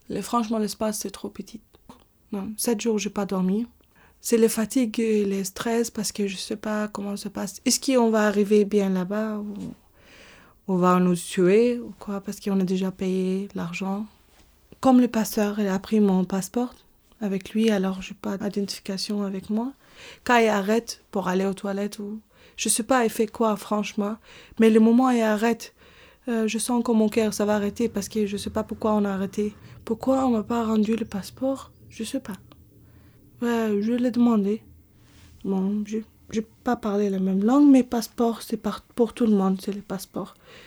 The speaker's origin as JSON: {"language": "French", "country": "Egypt", "also_born_or_lived": "Iraq", "said": "Je suis née au Irak. Je suis une femme de 30 ans. Je viens d'Égypte. J'ai une vraie stricte famille, religieusement."}